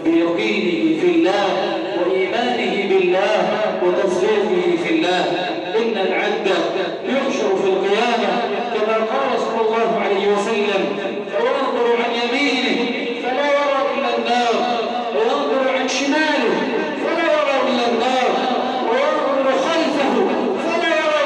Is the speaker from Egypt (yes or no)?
yes; Egypt; اللهم إنا نسألك أن تجعل بلدنا مصر سخاء رخاء